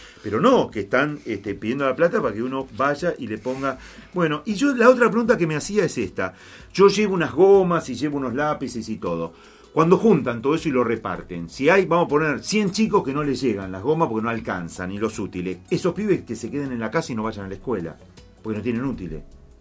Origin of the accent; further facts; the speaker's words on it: Buenos Aires, Argentina; Ah, mire, buenos que somos nomás los porteños.